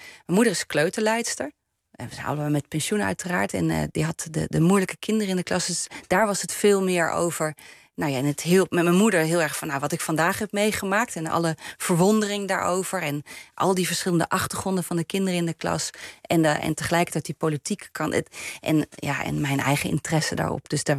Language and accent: Dutch; Groningen, Netherlands; accent: Leidse R; also born or lived in Leiden; En nou, ik ben in Groningen opgegroeid met een Friese naam. En ik had een Leidse R, want ik was in Leiden geboren. Dus in Leidse R ben je in Groningen een kakker.